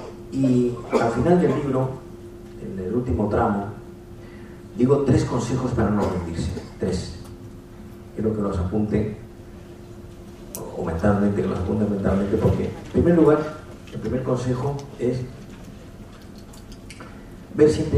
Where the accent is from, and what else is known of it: Andalusia, Spain